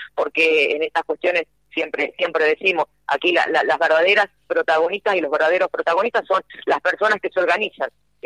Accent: Argentina; porque no es una práctica aquí de mi terruño, si se quiere, de estas provincias

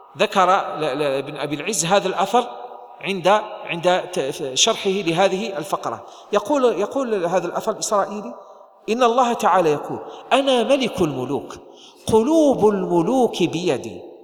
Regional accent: Algeria; نحن في بلدنا الجزائر نحن الآن نعيش نعمة عظيمة أيها الإخوة

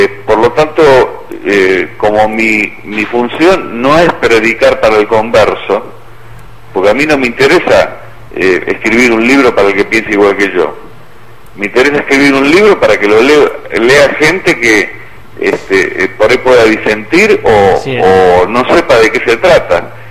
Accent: Argentina; por lo menos en mi país, en la Argentina

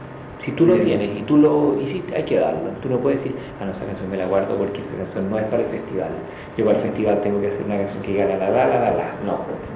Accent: Chile; esas típicas timideces que tiene uno como chileno

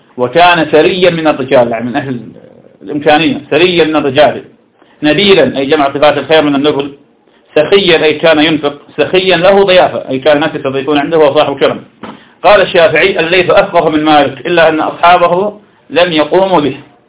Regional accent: Iraq; يعني تسأل عندنا في العراق شخص اسمه عبد القادر العامي

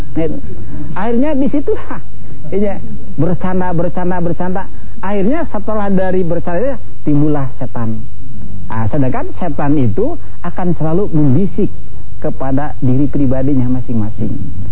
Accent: West Java, Indonesia; Pertama, saya orang Sunda. Kadang-kadang bacanya juga ngomongnya juga ngaco.

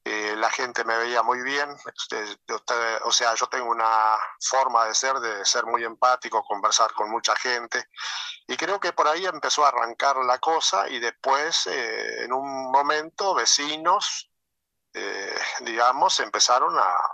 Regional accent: Constancia, Paysandú, Uruguay; hace 40 años que yo estoy acá. Sí, en febrero hizo 40 años. Yo soy oriundo de Constancia.

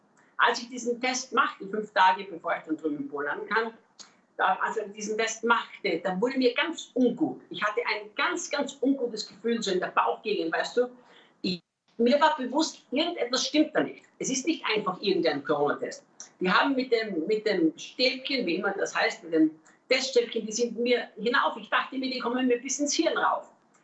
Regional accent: Austria; now in Brazil; Als Österreicher schlägt mein Herz ja für die deutschsprachige Welt. Und ich lebe ja nicht in Brasilien, weil irgendwann das mal meine Idee war, sondern weil Gott uns ganz klar hier in dieses Land gerufen hat.

